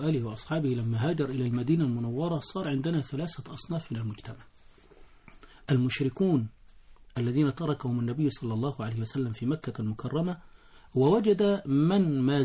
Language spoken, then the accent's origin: Arabic; Egypt; فإذا شئت أن تقول أنا من بلد فأنا من مصر،